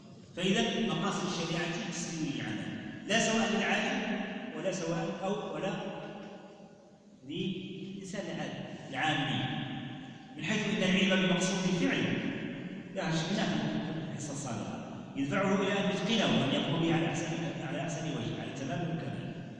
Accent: Morocco; المشكل فيه الان عندنا في المغرب مشكل اجرائي

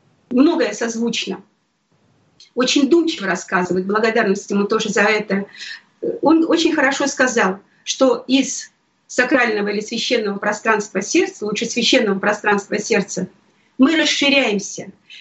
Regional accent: Krasnoyarsk, Krasnoyarsk Krai, Russia; moved away; Я очень скучала о родине. Мы сами из Сибири, мы из Красноярска.

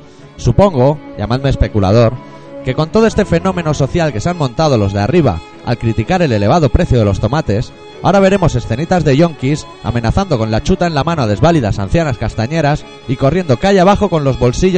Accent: Catalonia, Spain; Si los únicos que le ponemos tomate al pan somos los catalanes.

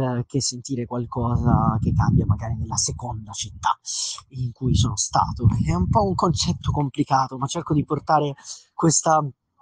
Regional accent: Taranto, Apulia, Italy; now in Modena, Italy; perché ero scout quando abitavo a Taranto, perché come ho già detto prima io provengo dalla Puglia, e poi denaturalizzato da lì mi sono spostato a Modena

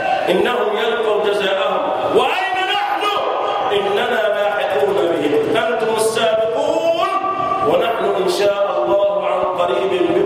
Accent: Egypt; اللهم احفظ بلدنا مصر وسائر بلاد

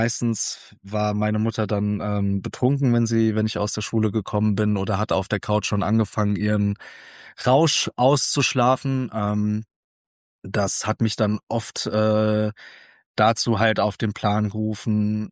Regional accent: Hesse, Germany; 1995 in Dieburg, das ist bei Darmstadt, und dementsprechend wisst ihr jetzt auch, wo ich aufgewachsen bin und herkomme, und zwar im schönen Südhessen, direkt vor den Toren Darmstadts. Da habe ich meine meiste Zeit verbracht.

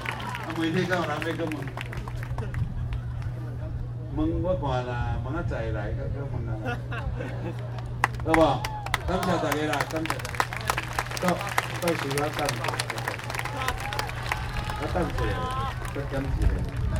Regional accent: Taiwan; 因为我们台湾人有一个习惯哦，做避暑的啦

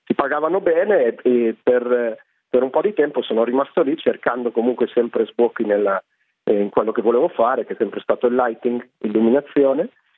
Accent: Voghera, Lombardy, Italy; also born or lived in Rovereto; Io sono nato a Rovereto, ma ho vissuto a Voghera

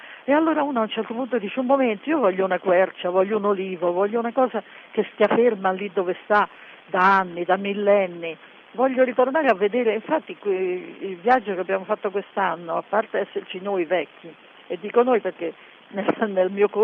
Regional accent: Delia, Sicily, Italy

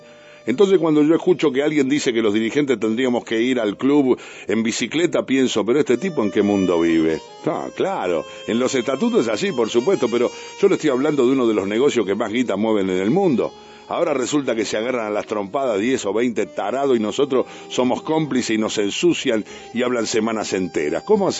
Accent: Argentina; Ahí somos todo argentino.

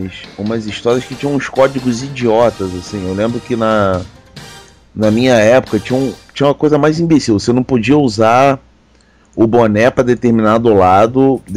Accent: Rio de Janeiro, Brazil; quando eu era criança, começou aqui no Rio, né, uma tara pela NBA.

